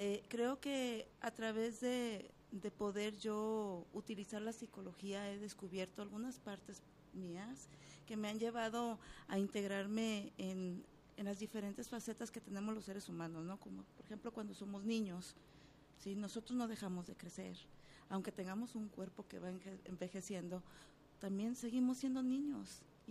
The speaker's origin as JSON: {"language": "Spanish", "town": "Guadalajara", "region": "Jalisco", "country": "Mexico", "tie": "born there", "said": "Fíjate que yo nací aquí en Guadalajara, en el sector Libertad."}